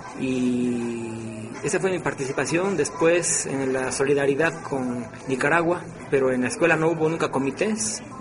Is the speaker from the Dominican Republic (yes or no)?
no; Miahuatlán, Oaxaca, Mexico; soy originario de Miahuatlán, Oaxaca. Miahuatlán es un municipio de la zona centro de Oaxaca. Y viví allí hasta los 12 años. Estudié allí hasta el quinto año de primaria. El sexto año lo estudié en el DF. Volví para estudiar la secundaria a Miahuatlán.